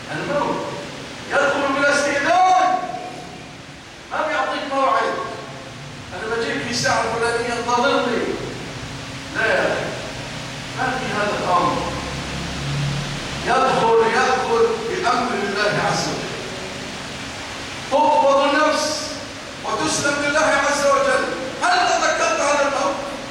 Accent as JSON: {"language": "Arabic", "country": "Egypt", "said": "اللهم ارزق بلادنا مصر الأمن والأمان والاستقرار"}